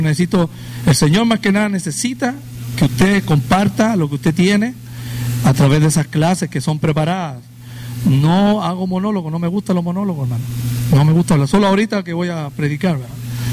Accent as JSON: {"language": "Spanish", "country": "Chile", "moved": "yes", "lives_now": "United States", "said": "para los que no me conocen. Vengo de la República de Chile y tenemos un tiempo largo ya en Estados Unidos."}